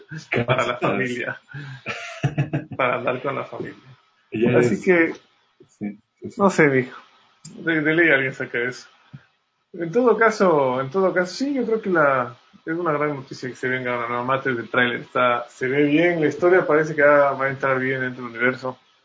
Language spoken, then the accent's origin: Spanish; Quito, Pichincha, Ecuador; born there; yo nací en Quito